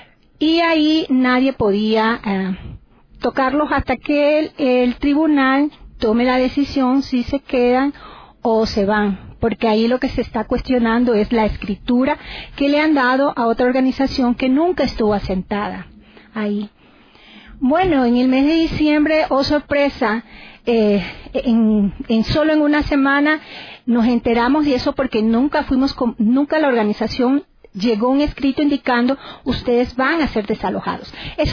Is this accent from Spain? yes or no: no; Durán, Guayas, Ecuador; Yo explícitamente vengo de Durán, que está cerca a Guayaquil.